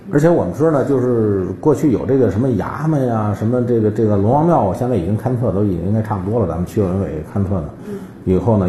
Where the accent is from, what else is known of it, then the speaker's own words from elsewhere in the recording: Beijing, China; 我小的时候在上摸虾鱼，就是几个人在上跑，不能往树下边跑，把眼蒙上，就是叫百年梨树，就是咱们老北京的叫老三样。